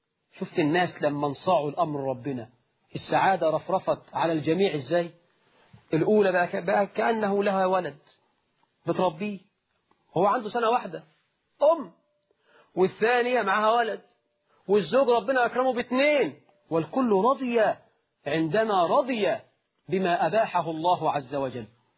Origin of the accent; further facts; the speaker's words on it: Egypt; إحنا في الريف عندنا في مصر وفي الصعيد